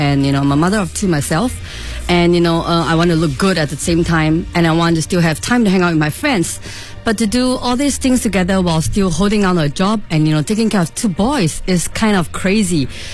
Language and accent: English; Singapore; now in Beijing, China; from Singapore.